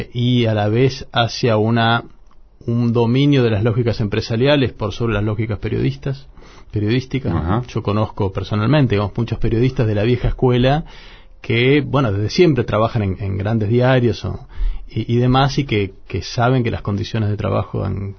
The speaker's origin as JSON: {"language": "Spanish", "town": "José C. Paz", "region": "Buenos Aires Province", "country": "Argentina", "tie": "born or raised there", "also_born_or_lived": "San Miguel", "said": "Yo crecí en José C. Paz y San Miguel, donde la frontera de clase y también la frontera étnica es muy visible, ¿no?"}